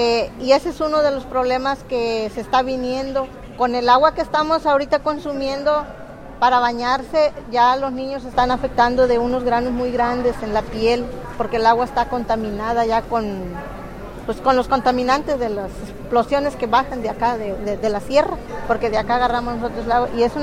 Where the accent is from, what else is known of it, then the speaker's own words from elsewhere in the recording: Ozuluama, Veracruz, Mexico; vengo del norte de Veracruz, de Osuluama, Veracruz